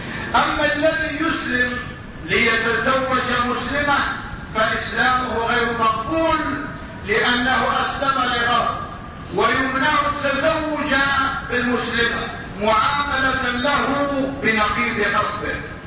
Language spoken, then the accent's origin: Arabic; Morocco; ومع الأسف الشديد يقع هذا أيضا عندنا في المغرب